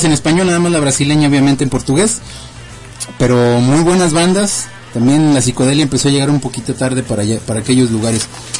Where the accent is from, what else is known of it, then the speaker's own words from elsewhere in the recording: Mexico; la idea es de México porque aquí somos mexicanos, obviamente.